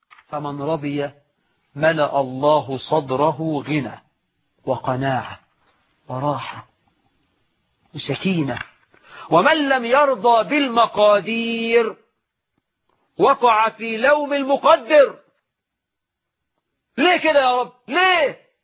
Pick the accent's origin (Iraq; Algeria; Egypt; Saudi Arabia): Egypt